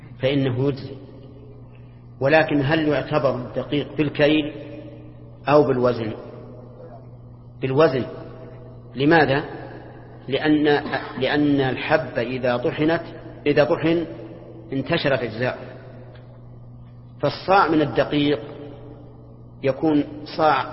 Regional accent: Al-Qassim, Saudi Arabia; بينما المد عندنا في القصيم 3/3 الصاع، يختلف

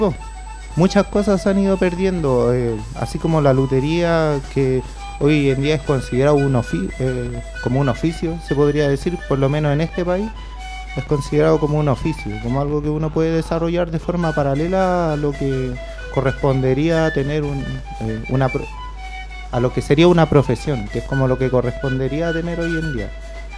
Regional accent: Puente Alto, Santiago Metropolitan, Chile; a mí me toca acá en Puente Alto tener un zapatero que está en la esquina, así, entre se me olvidó el nombre, pero yo soy de los Plátanos con los Robles

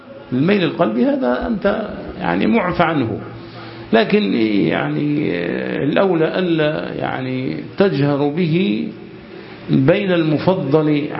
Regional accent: Egypt; كمصريين، للحفاظ على يعني وحدتنا ولحمتنا وعلى قوتنا.

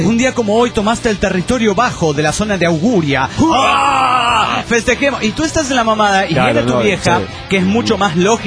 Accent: León, Guanajuato, Mexico; Con la noticia que vienen los … a mi pueblo. Y esto no me lo pierdo.

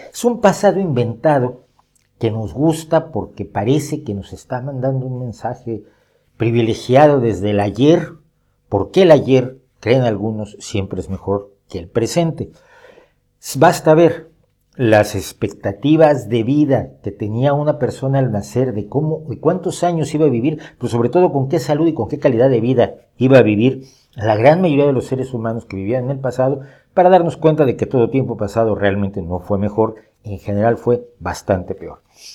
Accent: Mexico; porque soy de origen mexicano, lo saben todos, soy mexicano

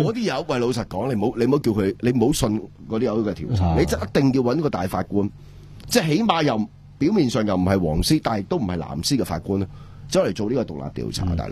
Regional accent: Hong Kong; 我哋香港人

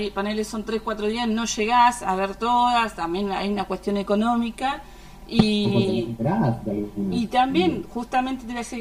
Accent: Patagonia, Argentina; yo soy de la Patagonia, soy del sur.

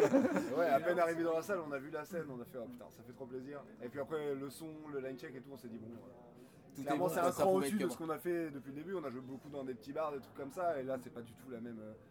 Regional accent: Caen, Normandy, France; now in Valognes, France; Bah, moi, je suis de Caen aussi à la base, mais ouais, maintenant, j'habite à Valogne.

